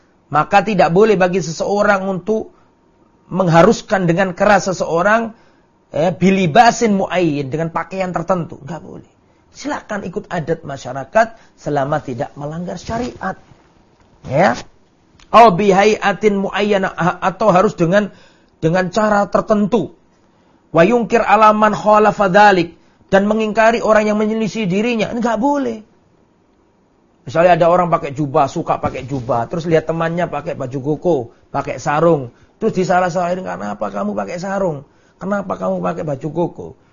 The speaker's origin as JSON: {"language": "Indonesian", "town": "Lamongan", "region": "East Java", "country": "Indonesia", "tie": "born or raised there", "said": "Saya di desa misalnya, di desa saya Lamongan misalnya, saya sholat, orang sana adatnya adalah memakai sarung sama pakai baju sama songkok."}